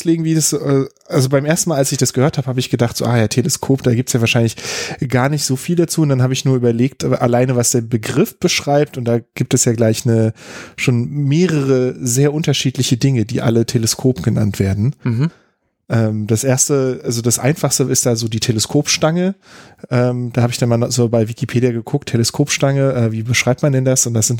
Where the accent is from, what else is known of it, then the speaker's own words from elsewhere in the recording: Berlin, Germany; ich bin aus Berlin.